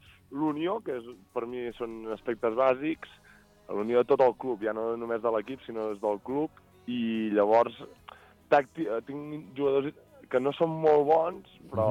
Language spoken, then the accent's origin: Catalan; Berga, Catalonia, Spain; Sí, jo que sóc de Berga també ho trobo.